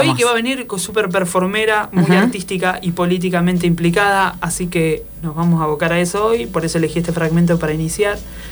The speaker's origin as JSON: {"language": "Spanish", "town": "Nueve de Julio", "region": "Buenos Aires Province", "country": "Argentina", "said": "yo soy el 9 de julio y quedaba como ahí cerquita"}